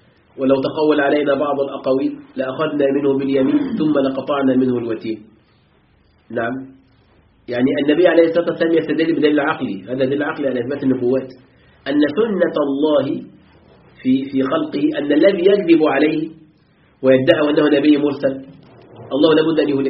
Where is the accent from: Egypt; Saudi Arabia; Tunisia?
Egypt; موجود عندنا في مصر يعملون به أحيانا